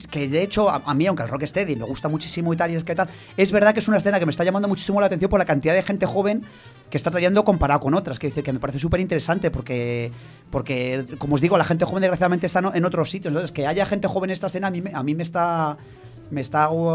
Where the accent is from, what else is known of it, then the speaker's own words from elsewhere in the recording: Torrejón de Ardoz, Community of Madrid, Spain; soy de Torrejón de Ardoz, pero bueno, como vivo cerca de Alcalá de Henares